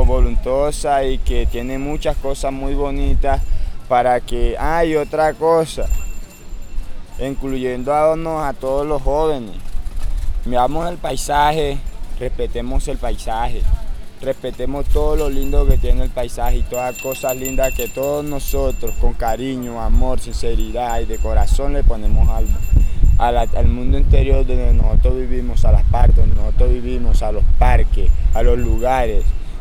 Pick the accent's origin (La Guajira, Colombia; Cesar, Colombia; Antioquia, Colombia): Cesar, Colombia; Valledupar; Y no lo niego, sí, soy de Valledupar, nací en Valledupar